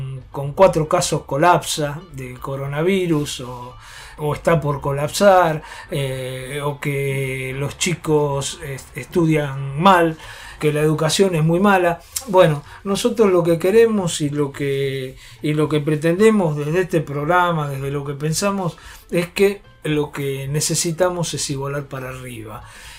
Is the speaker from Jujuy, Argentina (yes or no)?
no; Buenos Aires, Argentina; aquellos que somos de la Ciudad de Buenos Aires, nos duele un poquito